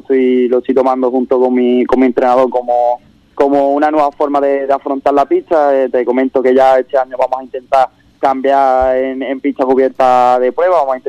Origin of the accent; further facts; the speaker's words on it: Ubrique, Andalusia, Spain; siempre que tenga la posibilidad de ir a Ubrique, ¿no?, y correr la carrera de mi pueblo